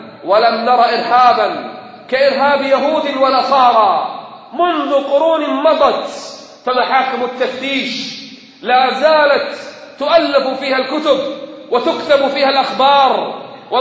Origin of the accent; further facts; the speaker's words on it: Kuwait; عندنا في الكويت